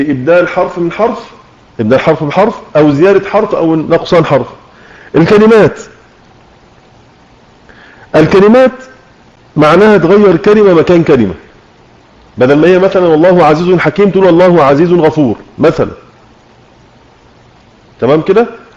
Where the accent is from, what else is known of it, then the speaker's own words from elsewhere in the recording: Egypt; accent: Egyptian; ما خرجش لسانه في الذال على لهجتنا المصرية